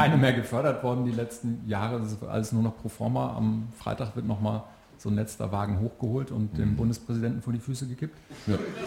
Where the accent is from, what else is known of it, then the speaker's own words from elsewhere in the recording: Dinslaken, North Rhine-Westphalia, Germany; ich bin in Dienstlaken aufgewachsen und das liegt so 500 Meter lang am Niederrhein